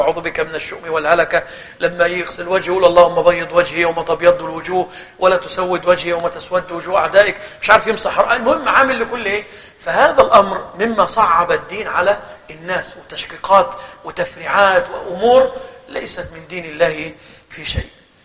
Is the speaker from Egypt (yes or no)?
yes; Egypt; احنا مثلا عندنا في مصر خلاص الأمور دي اختفت